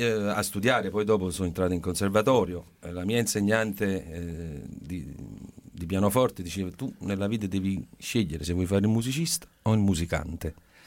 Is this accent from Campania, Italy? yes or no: yes; Campania, Italy; first language Neapolitan; Italian is a second language; il napoletano, essendo una lingua, è la mia lingua madre.